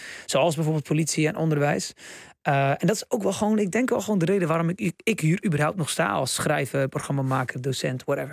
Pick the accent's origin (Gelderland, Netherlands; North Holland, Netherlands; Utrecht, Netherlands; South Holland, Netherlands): South Holland, Netherlands; Bleiswijk; Waar ik vandaan kom.